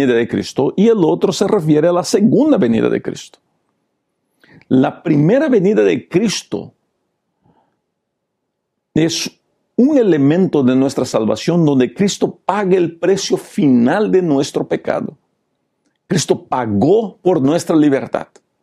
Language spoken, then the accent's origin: Spanish; Peru; born there; first language Portuguese; Spanish is a second language; Yo fui educado en portugués. Yo hablo bien el portugués. Mi primer idioma es el portugués, aunque soy nacido en Perú.